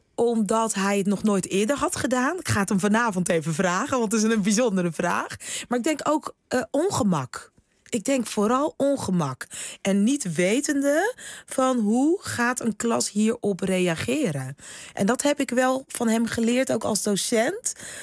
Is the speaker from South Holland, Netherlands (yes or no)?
yes; Rotterdam, South Holland, Netherlands; accent: Rotterdam; Nee, er werd geen Surinaams thuis gesproken. Alleen maar Nederlands. Af en toe hoor je mijn Rotterdamse accent er nog eventjes doorheen.